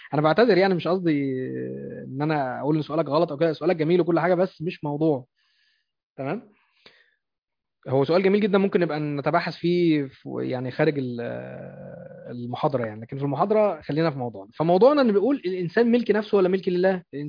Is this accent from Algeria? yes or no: no; Egypt; وبالطبع عندنا في مصر، لأن احنا في مصر بنتحكم للقانون الفرنسي